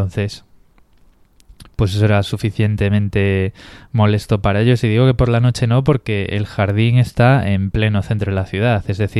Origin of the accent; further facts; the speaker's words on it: Spain; es que soy español